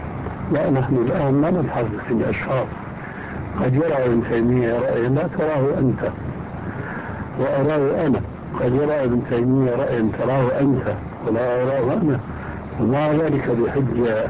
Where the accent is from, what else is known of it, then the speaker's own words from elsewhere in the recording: Syria; لذلك كما كنا عندنا بالشام